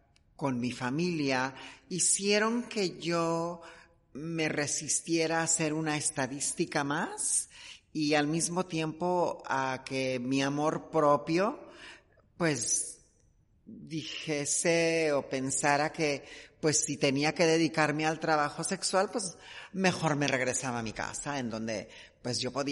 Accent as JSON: {"language": "Spanish", "country": "Mexico", "said": "seguimos siendo asesinadas en mi país, en México."}